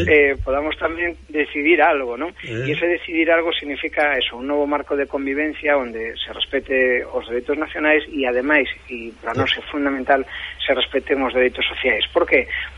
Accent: Galicia, Spain; porque nos como galegos tamén temos interese en que nese debate se nos teña en conta, non?

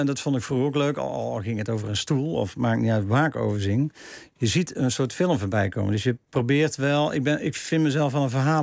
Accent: Tilburg, North Brabant, Netherlands; born there; also born or lived in Hilvarenbeek; En ik ben geboren in Tilburg en ging naar Hilvarenbeek.

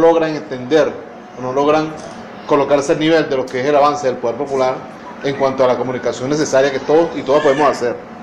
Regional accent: Venezuela; Somos venezolanos, somos caribeños.

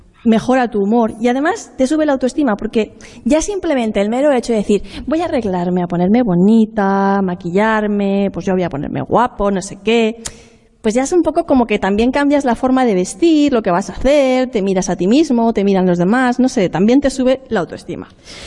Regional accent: Monforte del Cid, Valencian Community, Spain; Yo soy de Monforte de Cis, soy alicantina, tenemos fiestas de moros y cristianos

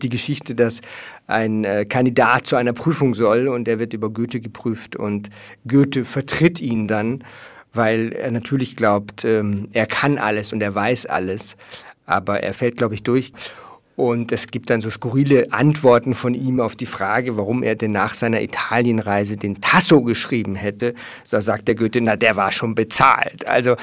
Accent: Germany; Wir haben nämlich in der Schule, also ich komme aus Deutschland, da wird es die 9. oder 10. Klasse gewesen sein. Das ist bei euch, glaube ich, die 5. hier in Österreich.

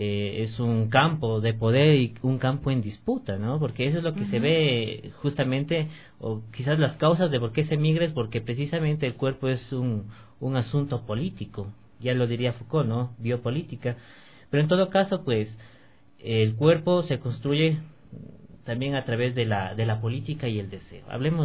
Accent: Ecuador; born there; tiene ancestros asiáticos precisamente. Obviamente nací aquí en Ecuador, pero proviene también de orígenes asiáticos.

